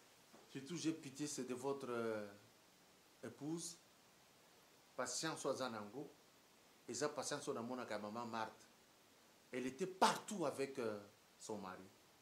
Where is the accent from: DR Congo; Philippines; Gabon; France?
DR Congo; Lubumbashi, Haut-Katanga; il y a quelque chose chez nous à Lumbashi